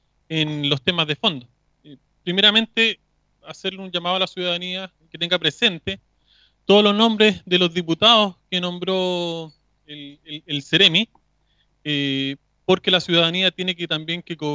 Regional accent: Chile; cuál es el sistema que como chilenos queremos para nuestro futuro.

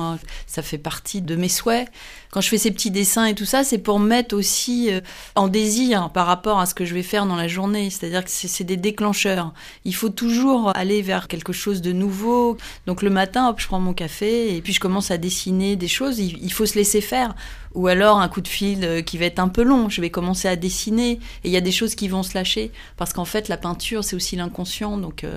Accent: Moret-sur-Loing, Île-de-France, France; born there; also born or lived in Le Havre; parce que je suis née à Moret-sur-Loing. Donc, ouais. En fait, c'était aussi une terre de peinture

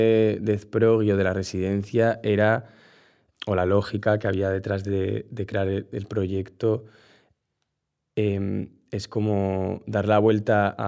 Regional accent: Navarre, Spain; de repente como redescubrir también mi tierra, pues yo qué sé. Viajé mucho por Navarra

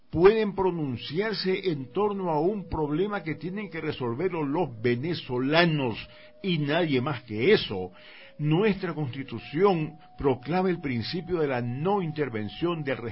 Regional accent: Ecuador; yo como ecuatoriano siento vergüenza

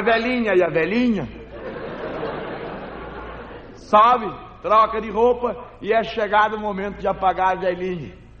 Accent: Acre, Brazil; born there; Eu nasci no território do Acre. Aliás, quando eu digo que nasci no Acre, me perguntam logo o quê? Nasce gente lá?

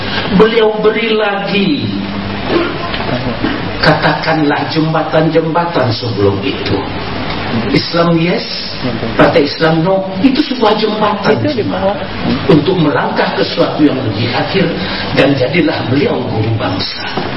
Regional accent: Sumatra, Indonesia; born there; now in Yogyakarta, Indonesia; saya yang lahir di Sumatera datang ke Jogja.

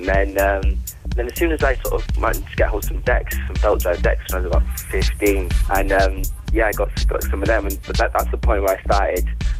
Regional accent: Wales, United Kingdom; Well, originally I'm from North Wales, a tiny little village.

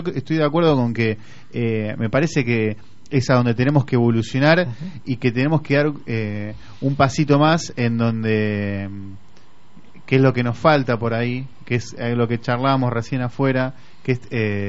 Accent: Buenos Aires, Argentina; No nos da miedo decirlo, somos porteños

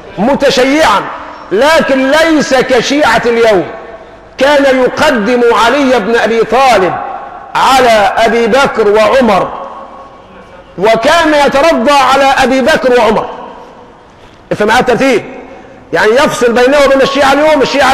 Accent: Egypt; أنا مصري خايب، عارف خايب يعني إيه؟ الإنجليزي عندي ضعيف، قراءة مش نطق.

